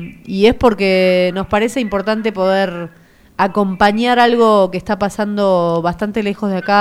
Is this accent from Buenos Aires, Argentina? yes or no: yes; Buenos Aires, Argentina; nosotros somos, primero que somos porteños, estamos muy lejos de ahí